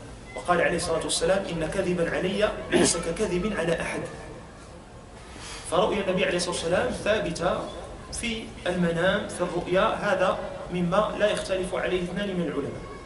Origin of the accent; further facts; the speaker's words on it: Morocco; كانوا في حال السجادات عندنا في المغرب